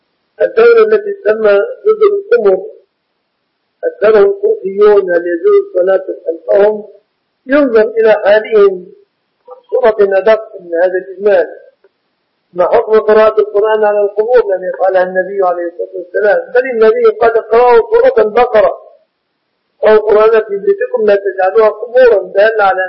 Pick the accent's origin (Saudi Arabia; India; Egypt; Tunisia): Egypt